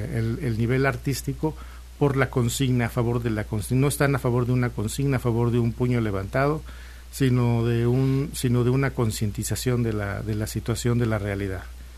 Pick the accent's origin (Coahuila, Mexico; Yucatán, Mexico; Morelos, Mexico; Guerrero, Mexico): Coahuila, Mexico; Saltillo; Sí, sigo siendo de Saltillo, soy muy norteño en muchos aspectos.